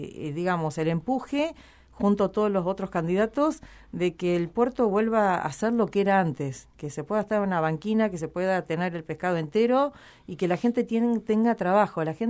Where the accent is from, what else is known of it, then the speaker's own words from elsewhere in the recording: Necochea, Buenos Aires Province, Argentina; que yo desde mi ciudad natal, desde Necochea, que hace unos años viviendo acá